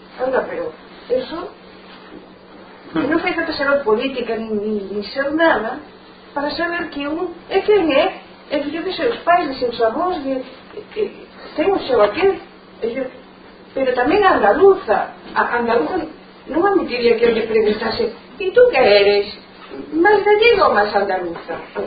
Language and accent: Galician; Galicia, Spain; eu son filla de Beatriz e de Salvador, que era un matrimonio que vivía nunha aldea en Lugo. Eu nací nesa aldea, son dese sitio.